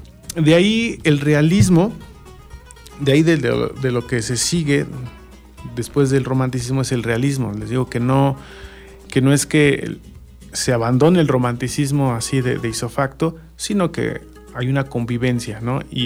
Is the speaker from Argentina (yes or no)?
no; Mexico; en cada uno de nosotros como mexicanos, ¿no?